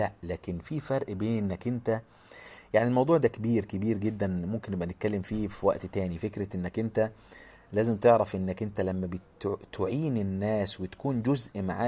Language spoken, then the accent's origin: Arabic; Egypt; كان بيخطب خطبة في مدينة عندنا في مصر بعيدة عن بلده